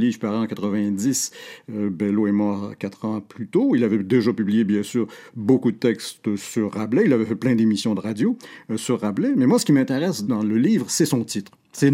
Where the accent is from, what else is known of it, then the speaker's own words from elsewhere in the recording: Quebec, Canada; mais nous, en tant que Québécois, nous le lisons d'une façon particulière